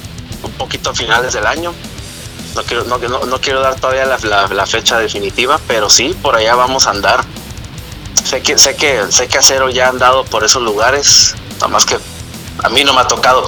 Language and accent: Spanish; Tijuana, Baja California, Mexico; las canciones con las que pues se puede decir que yo crecí escuchando metal aquí en Tijuana